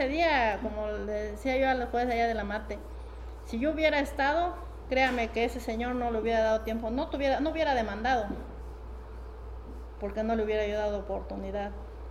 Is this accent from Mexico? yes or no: yes; Tecpatán, Chiapas, Mexico; que en mi pueblo, por ejemplo, está la jícara de palo. Me comentaba mi abuela, tiene 104 años, aún vive. Me comentaba que cuando empezó a desarrollarse Tecpatán, después de la guerra de 1910